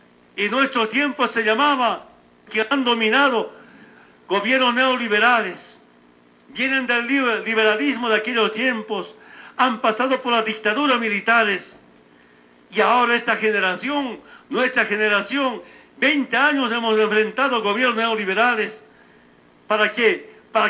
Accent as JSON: {"language": "Spanish", "town": "Orinoca", "region": "Oruro", "country": "Bolivia", "tie": "born or raised there", "said": "De niño, de jovenzuelo, vivía en Orinoca. Ustedes saben muy bien, hermanas y hermanos, del altiplano. Así se vive del altiplano."}